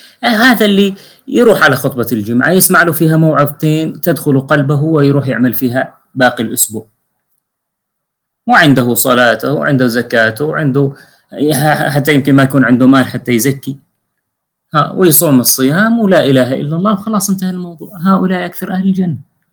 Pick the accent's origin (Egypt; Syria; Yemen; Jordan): Syria; عندنا في سوريا هكذا شنيعة جدا